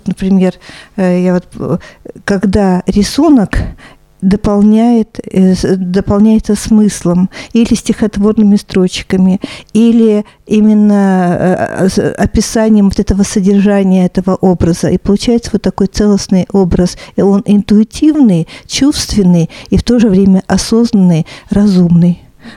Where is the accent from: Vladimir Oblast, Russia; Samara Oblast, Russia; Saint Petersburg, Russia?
Samara Oblast, Russia; Zhigulyovsk; Я из Самарской Луки, из города Жигулевска, Тольятти, Самара